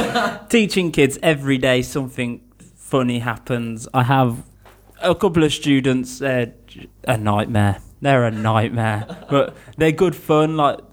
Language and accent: English; Birmingham, West Midlands, United Kingdom; I'm 22 years old. I come from Birmingham, which is in the middle of England. It's actually the second biggest city in England.